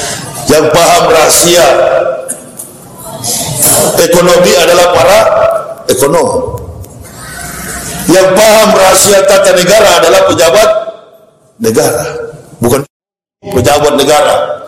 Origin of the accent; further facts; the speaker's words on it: Manado, North Sulawesi, Indonesia; Saya ini orang Manado, lahir dan besar di Manado, sekolah di Manado, Manado asli. Enggak ada campuran. Nenek moyang opa-oma saya asli Manado.